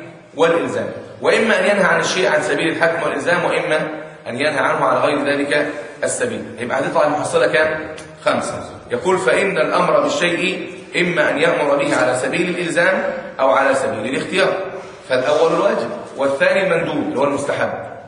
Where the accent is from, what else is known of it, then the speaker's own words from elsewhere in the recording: Egypt; يعني عندنا في مصر مثلا 10 سنين لسه ما بلغش